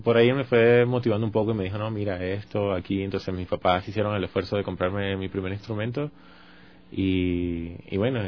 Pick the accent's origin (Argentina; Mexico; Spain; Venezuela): Venezuela; moved away; vengo de Venezuela, tengo aproximadamente unos 6 años ya acá en el país